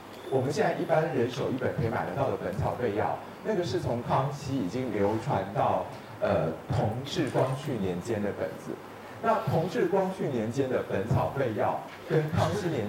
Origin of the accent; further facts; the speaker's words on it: China; 就像我们中国人传抄上的错误是